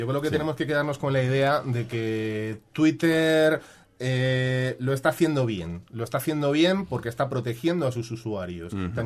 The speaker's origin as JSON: {"language": "Spanish", "country": "Spain", "said": "yo soy un ciudadano español"}